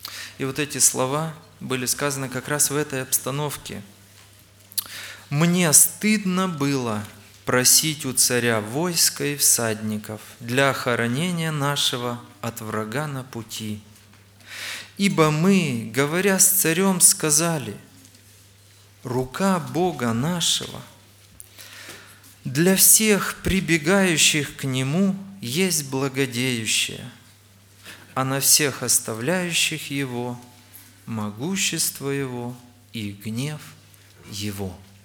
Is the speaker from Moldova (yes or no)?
yes; Chișinău, Moldova; Я из Молдавии, из города Кишинева.